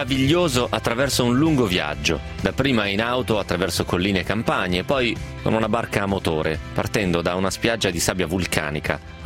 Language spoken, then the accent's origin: Italian; Rome, Lazio, Italy; qualcuno mi chiede se frequento il Papa, dato che dico che vengo da Roma.